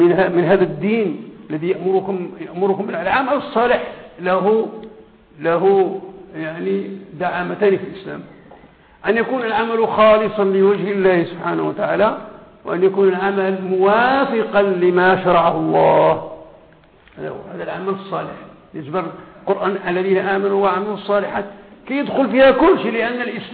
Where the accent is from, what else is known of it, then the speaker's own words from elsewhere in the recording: Morocco; لأن التعليم عندنا في المغرب هو بالنسبة للعالم كله هو أدنى مستوى